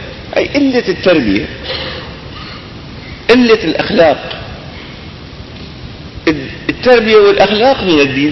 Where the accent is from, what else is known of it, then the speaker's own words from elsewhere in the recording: Damascus, Damascus Governorate, Syria; هذا كان رئيس وزراء وكان له وزن عندنا في دمشق